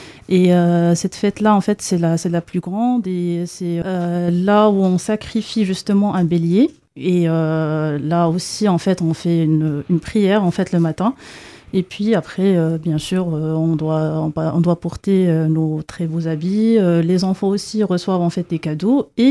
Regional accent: Morocco; j'ai grandi en fait au Maroc. Le Maroc, c'est un pays musulman. Donc j'ai grandi plutôt dans une famille musulmane

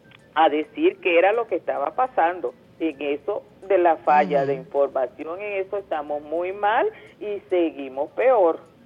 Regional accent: Venezuela; Como madre, como venezolana, yo apoyo este gobierno

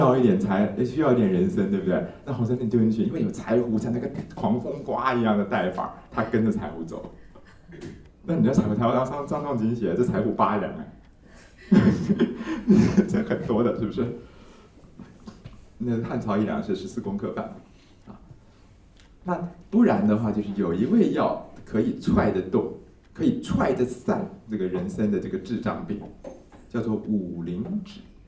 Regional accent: Taiwan; 哎呦，果然我们台湾人喜欢吃垃圾，我们台湾人人人都吃过，是不是？

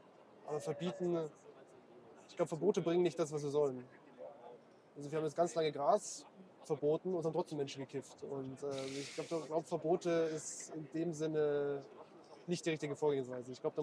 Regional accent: Bavaria, Germany; weil ich komme jetzt aus Bayern und die Leute, die in Bayern AfD wählen, denen geht es nicht schlecht

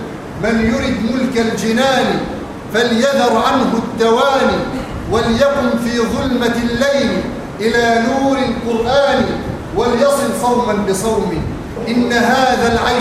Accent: Egypt; اللهم اجعل بلادنا مصر آمنة مطمئنة سخاء رخاء

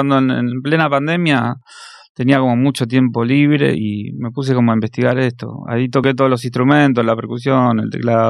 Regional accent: La Matanza, Buenos Aires Province, Argentina; Soy de La Matanza.

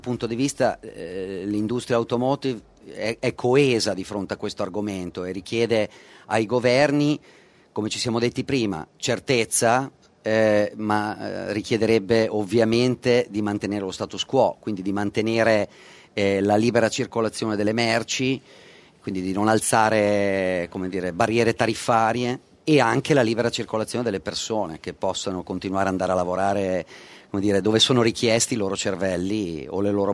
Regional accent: Emilia-Romagna, Italy; non posso da emiliano dire

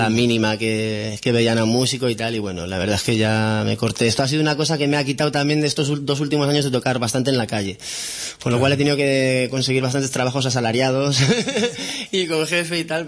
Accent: Bilbao, Basque Country, Spain; now in Barcelona, Spain; Yo soy de Bilbao, nací en Bilbao. Claro. ¿De dónde soy? Ahora sí soy un poco de aquí porque llevo 4 años aquí.

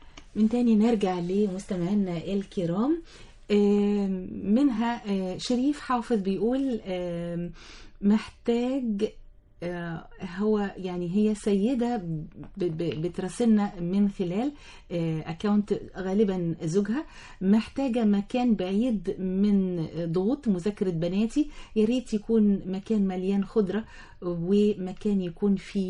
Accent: Asyut, Asyut Governorate, Egypt; من أسيوط،

